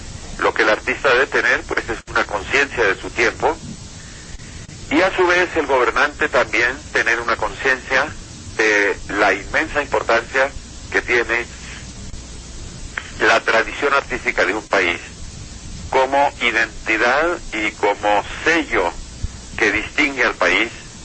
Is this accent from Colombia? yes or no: yes; Colombia; lo cual no quiere decir que yo no siga siendo profundamente colombiano